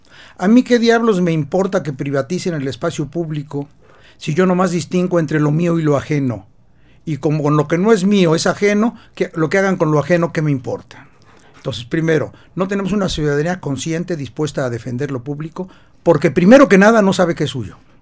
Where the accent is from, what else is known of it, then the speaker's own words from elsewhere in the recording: Mexico City, Mexico; moved away; ya llevo aquí 30 años, soy chilango de origen, ya me perdonaron después de 30 años